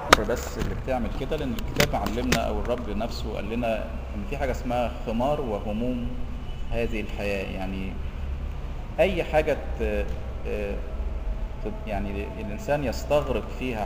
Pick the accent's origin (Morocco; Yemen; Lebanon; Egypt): Egypt; احنا مصريين من نسله، احنا برضو ولاد حام